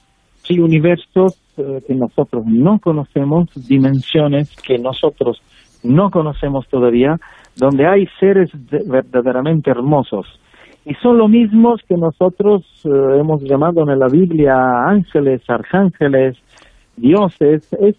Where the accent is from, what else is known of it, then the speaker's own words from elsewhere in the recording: Sicily, Italy; Spanish is a second language; Y en mi tierra, siendo que yo nací en Sicilia